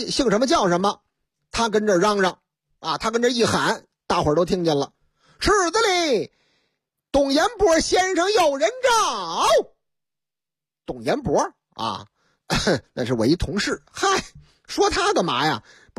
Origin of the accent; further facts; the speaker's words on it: Northeast China, China; 可不就是我老家的事儿吗？东北吗？